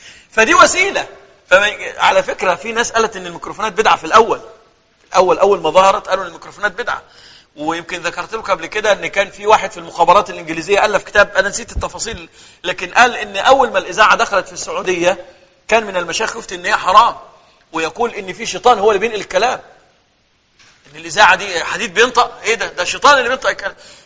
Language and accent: Arabic; Egypt; تلاقي اغلب القراء عندنا في مصر من الريف